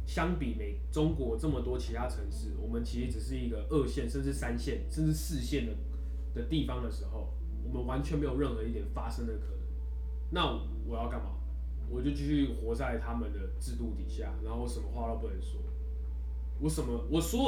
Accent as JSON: {"language": "Chinese", "country": "Taiwan", "tie": "born or raised there", "said": "我觉得我没办法不说我是台湾人，我就是他妈台湾人，我从小到大就是在台湾长大，我的祖先也都是在台湾。"}